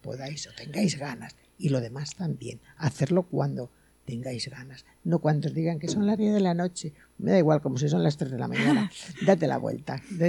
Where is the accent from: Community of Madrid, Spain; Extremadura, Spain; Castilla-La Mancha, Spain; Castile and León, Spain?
Castile and León, Spain; soy castellana vieja, pero loba.